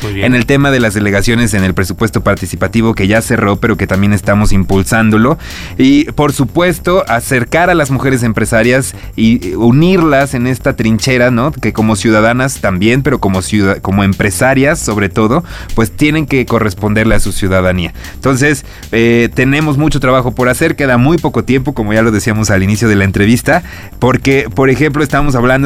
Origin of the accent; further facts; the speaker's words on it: Córdoba, Veracruz, Mexico; Soy cordobés